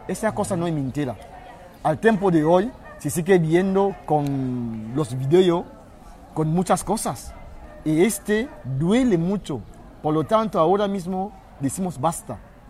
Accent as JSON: {"language": "Spanish", "country": "Cameroon", "second_language": "Spanish", "lives_now": "Spain", "said": "vengo de Camerún. Sí. Estuve también andando 8 meses para llegar hasta aquí."}